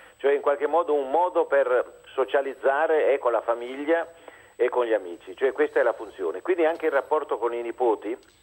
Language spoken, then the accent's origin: Italian; Venice, Veneto, Italy; also born or lived in Naples; io sono nato a Venezia, ma malgrado la mia famiglia sia torinese, io sono nato a Venezia, sono vissuto a Venezia e sono vissuto a Napoli, mentre i miei nonni stavano a Torino.